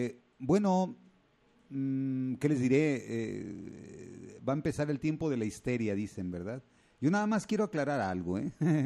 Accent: Mexico; no es nada más lo que somos como mexicanos

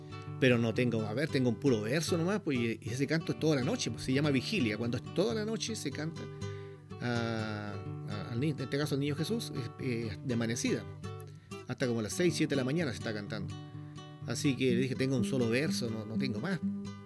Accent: San Antonio, Valparaíso, Chile; porque me vine hacia el sector del Tabo, la provincia de San Antonio. De hecho, acá nací yo, soy sanantonino. Y bueno, me vine de Santiago hacia acá

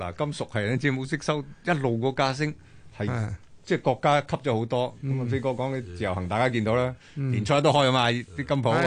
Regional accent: Guangdong, China; 紙鼻哥喎，我哋廣東人講係咪？

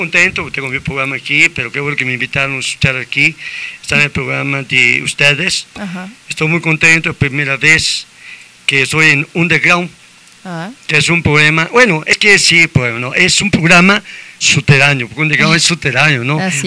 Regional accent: Argentina; Tengo amigos de Bolivia, amigos de México, amigos de Argentina también, porque soy argentino también.

